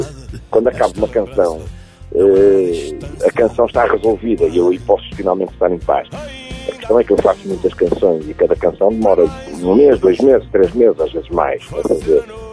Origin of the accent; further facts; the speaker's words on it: Moimenta da Beira, Viseu, Portugal; also born or lived in Porto; ou não fosse eu português, e tenho muita afinidade com a minha infância e com a minha adolescência, que foi tratada um pouco por todo o mundo, mas cresci em Moimenta da Beira, cresci no Porto